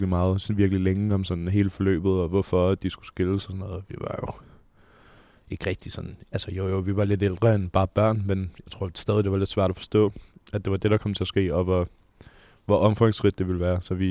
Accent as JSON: {"language": "Danish", "town": "Frederikssund", "region": "Capital Region of Denmark", "country": "Denmark", "tie": "born or raised there", "said": "Jamen, jeg er født og opvokset i Frederikssund. Der boede jeg indtil jeg var cirka 20 år gammel. Flyttede jeg til Østerbro i en lille etværelses lejlighed op under et loft."}